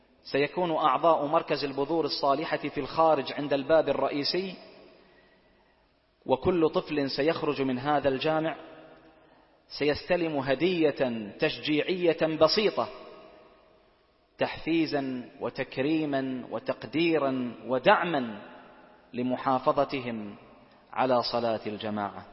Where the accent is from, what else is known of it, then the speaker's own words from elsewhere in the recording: Bahrain; اللهم من أرادنا وأراد بلادنا البحرين